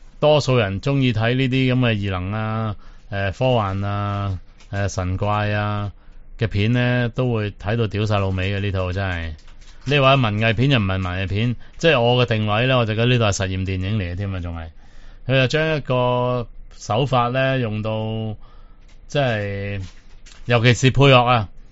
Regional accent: Guangdong, China; 但我哋广东人系咪冇用过呢个字嘅咧？

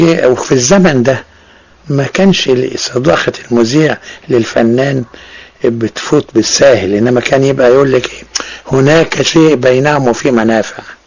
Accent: Egypt; ده كله بيخليني أسعد إن أنا مصري بنتمي إلى بلدي

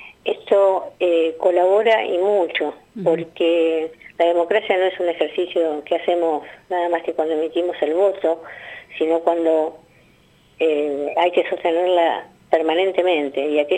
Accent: La Plata, Buenos Aires Province, Argentina; yo soy una víctima también del terrorismo de Estado en otro lugar, que yo soy de La Plata, uh-huh. Hace 29 años que vivo acá

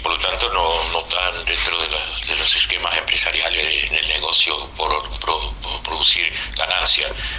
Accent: Paysandú, Uruguay; de Paysandú

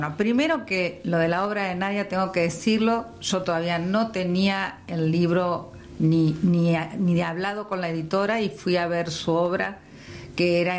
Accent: Santa Fe, Argentina; vengo de Santa Fe, nací en Rosario, viví 3 días en Rosario.

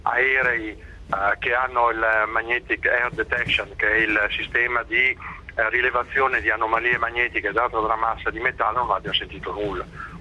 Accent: Milan, Lombardy, Italy; io sono di Milano, ho studiato dai Salesiani

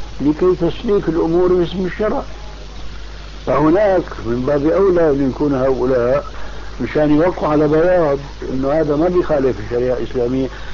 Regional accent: Damascus, Damascus Governorate, Syria; المهم كان عندنا في دمشق شيخ طابق

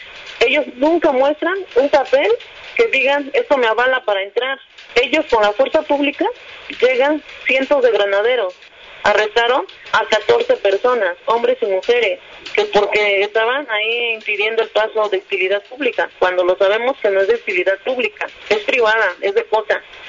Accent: San Francisco de Chicoautla, State of Mexico, Mexico; Vengo de San Francisco de Chicoautla, municipio Lerma, Estado de México.

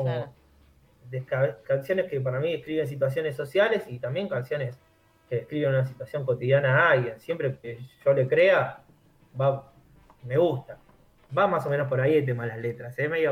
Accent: Remedios de Escalada, Buenos Aires Province, Argentina; Entonces hay mucha descripción del barrio, yo soy acá de Escalada.

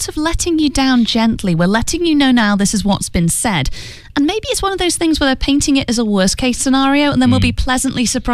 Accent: England, United Kingdom; He realized I was from England.

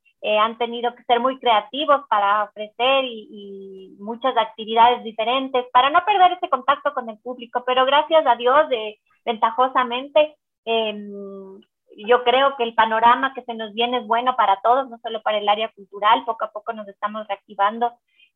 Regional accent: Quito, Pichincha, Ecuador; incluso nosotros como quiteños hemos podido hacer visitas a otros museos del mundo

